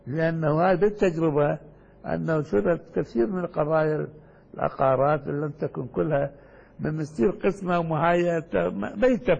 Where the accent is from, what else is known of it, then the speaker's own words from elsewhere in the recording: Iraq; لكن جرى الاستعمال عندنا في العراق، ما ادري هنا موجود ام لا